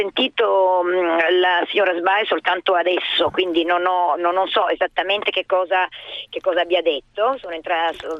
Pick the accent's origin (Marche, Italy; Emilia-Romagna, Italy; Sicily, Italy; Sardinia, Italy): Sicily, Italy; io sono siciliana, vi dico che anche la Sicilia, il concetto è di tenere la gente